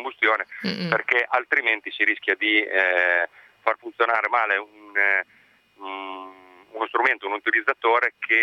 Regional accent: Rimini, Emilia-Romagna, Italy; Specifico che sono riminese italiano.

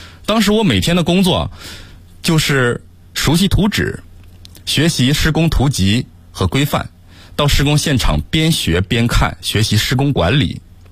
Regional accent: Harbin, Heilongjiang, China; moved away as an adult; now in Beijing, China; 在我大学毕业那年，我从我的家乡哈尔滨穿越1200公里来到了北京

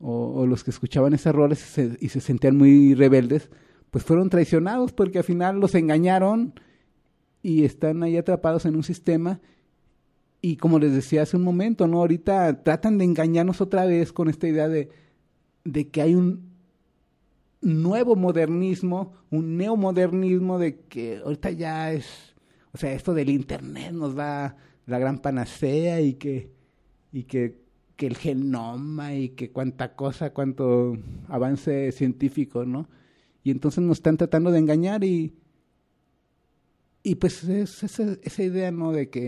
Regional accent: Mexico; yo soy mexicano y pues mis compatriotas son mexicanos.

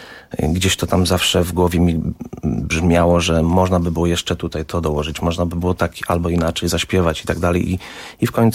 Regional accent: Warsaw, Masovian Voivodeship, Poland; moved away; Wyjechałem, tak jak mówię, 16 lat temu i już od pierwszych miesięcy tęskniłem za Warszawą. Jestem z Warszawy przede wszystkim.

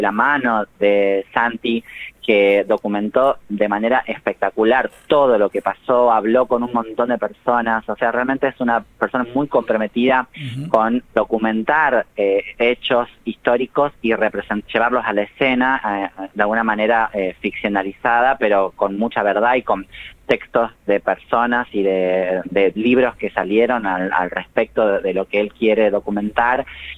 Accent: Tucumán, Argentina; now in Buenos Aires, Argentina; soy tucumana, vivo en Buenos Aires hace solamente 16 años, entonces no viví en Buenos Aires la tragedia, la masacre de Cromañón, uh-huh, sino que la viví desde Tucumán

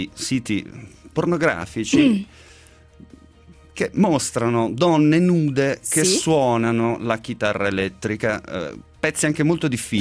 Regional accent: Monasterace Marina, Calabria, Italy; Il mio paese, Monasterace Marina, provincia di Reggio Calabria.

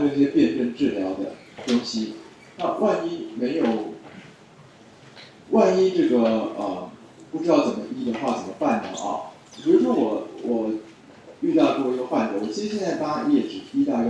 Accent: Taiwan; 就我们台湾人理解事情的角度

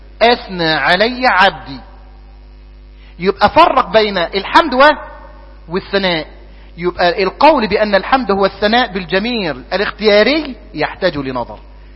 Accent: Egypt; ونحن كطابع مصري نحب جدا الفقه المدلل

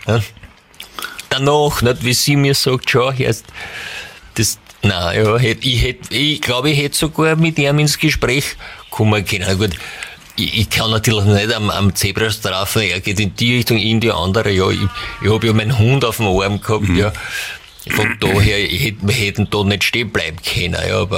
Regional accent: Lower Austria, Austria; als Niederösterreicher habe ich es ja nach Wien nicht weit

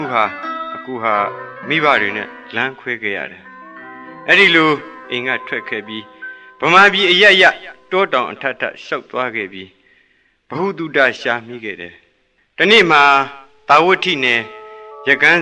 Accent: Yangon, Yangon Region, Myanmar; ကျွန်တော်ရန်ကုန်ကပါ

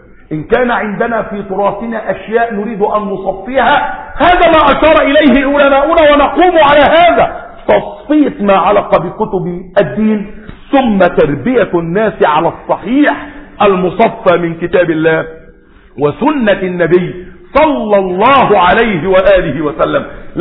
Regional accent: Egypt; جعل بيت المقدس عندنا في مصر في سيناء

